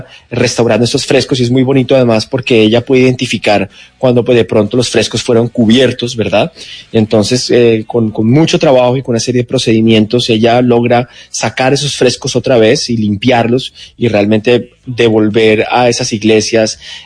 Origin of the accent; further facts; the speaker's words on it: Argentina; Exactamente, yo como pues como buen argentino, medio argentino, sabes que además la cultura argentina es muy rockera.